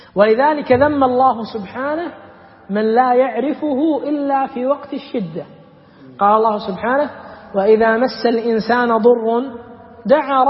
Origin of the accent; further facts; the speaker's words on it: Kuwait; إحنا عندنا بالكويت اليوم لما جاء الغزو